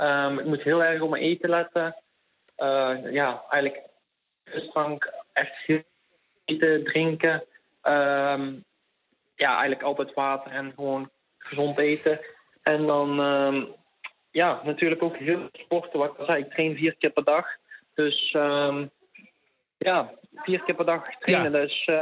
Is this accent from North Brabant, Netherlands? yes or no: yes; Eersel, North Brabant, Netherlands; 18 jaar oud en ik kom uit Brabantse Eersel.